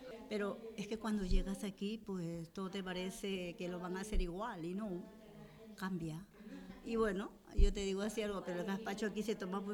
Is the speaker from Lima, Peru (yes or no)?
yes; Lima, Peru; Yo soy de Lima, de Perú. No en el mismo Lima, sino a no sé cuántos kilómetros de allí. Es un pueblo pequeño, pero que está creciendo rápidamente